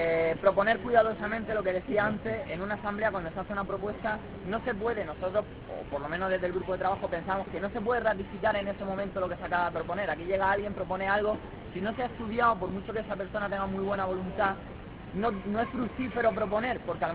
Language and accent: Spanish; Almería, Andalusia, Spain; de Almería.